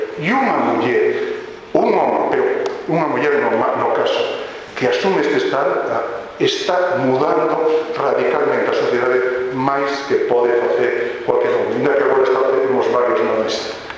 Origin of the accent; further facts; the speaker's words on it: Galicia, Spain; vou como galego, e un prazer estar aquí hoxe e poder usar a miña lingua, o portugués